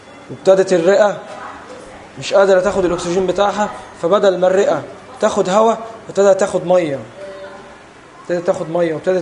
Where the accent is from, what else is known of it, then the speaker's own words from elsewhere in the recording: Egypt; وليه رفات هنا عندنا في مصر